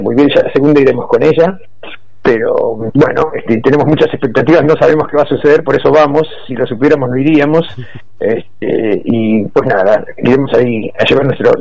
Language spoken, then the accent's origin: Spanish; Villa Gesell, Buenos Aires Province, Argentina; yo soy de Villa Gesell, que bueno, mucho más chico que Tres Arroyos